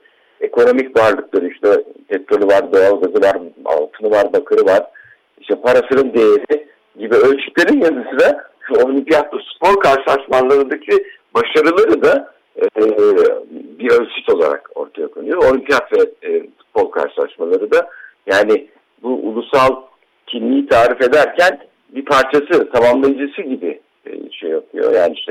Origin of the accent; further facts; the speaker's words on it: Ankara, Turkey; Ya ben çocukken Ankara'da babamla böyle bir yer vardı.